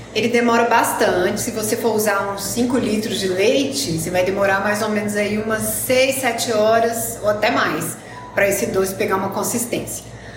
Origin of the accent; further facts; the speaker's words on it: Sete Lagoas, Minas Gerais, Brazil; also born or lived in Passos; Eu sou mineira, nasci em Passos, mas morei a maior parte da minha vida em Sete Lagoas, que é próximo a Belo Horizonte, capital de Minas.